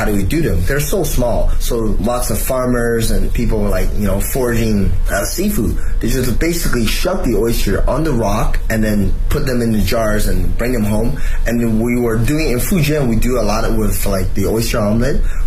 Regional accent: Toronto, Ontario, Canada; I didn't think I was going to like oyster, and I grew up in Toronto.

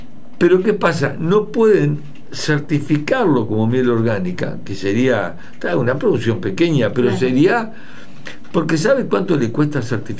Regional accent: Flores, Uruguay; yo soy de Flores y le pregunto, ¿y quién me contaminó a mí el arroyo Sarandí?

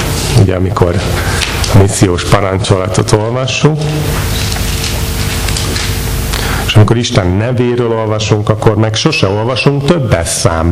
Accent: Hungary; Ezt nem értjük, mert magyarok vagyunk.

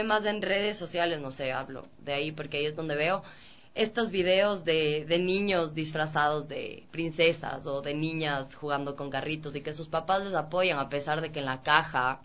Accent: Cuenca, Azuay, Ecuador; soy de Cuenca, toda mi familia es cuencana.

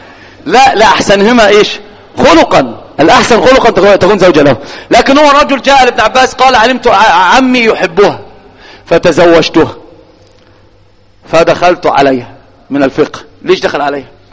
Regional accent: Egypt; الآن في الإحصائيات على الأقل عندنا في مصر الواحد أمام 9 من النساء

